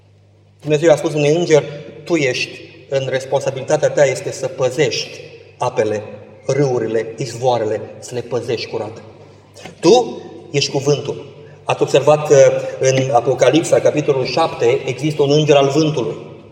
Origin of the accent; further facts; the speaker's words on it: Constanța, Constanța County, Romania; Eu am locuit la mare. M-am născut în Constanța și am locuit.